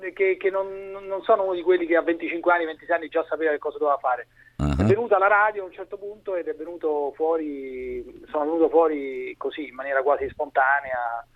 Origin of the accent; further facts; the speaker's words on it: Rome, Lazio, Italy; born there; now in Milan, Italy; io sono nato a Roma, ma non sono un romano abbastanza tipico